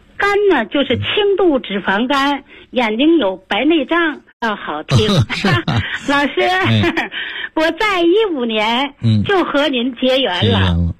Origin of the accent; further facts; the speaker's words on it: Tianjin, China; 我来自天津河东区，今年71岁。